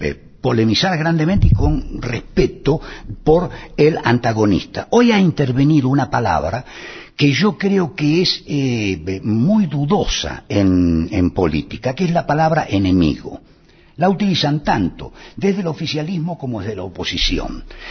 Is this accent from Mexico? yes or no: no; Argentina; Estoy tratando de ver si podemos entendernos como argentinos, aún siendo adversarios.